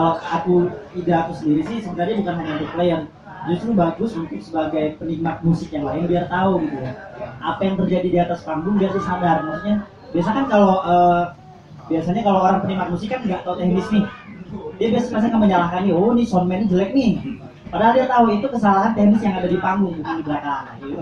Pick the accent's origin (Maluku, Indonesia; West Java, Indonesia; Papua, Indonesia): Maluku, Indonesia; Ambon; Karena aku orang Ambon, jadi panggilan anak laki-laki khusus itu Sinyo.